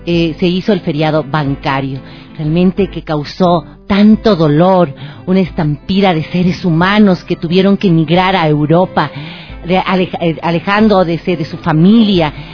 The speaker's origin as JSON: {"language": "Spanish", "country": "Ecuador", "said": "Eso tenemos que exigir como ecuatorianos"}